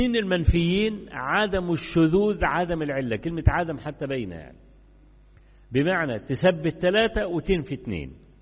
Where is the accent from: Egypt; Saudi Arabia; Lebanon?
Egypt; كان عندنا في مصر زمان في مرحلة 60s and 70s